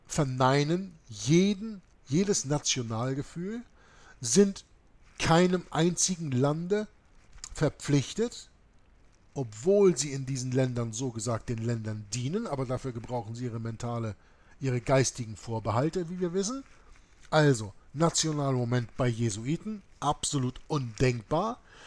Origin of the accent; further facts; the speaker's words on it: Germany; born there; ich bin geborener Deutscher und ich bin nicht gegen Deutschland.